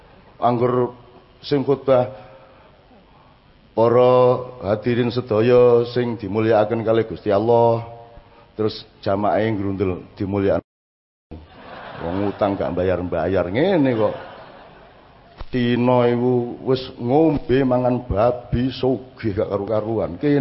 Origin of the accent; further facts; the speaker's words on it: Jombang, East Java, Indonesia; now in Yogyakarta, Indonesia; Makanya saya ke Jogja dari Jombang